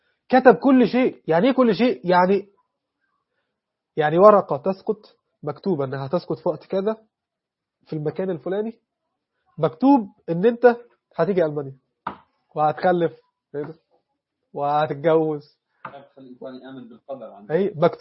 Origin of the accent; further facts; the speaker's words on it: Egypt; أنا مصري، محدش يتكلم معي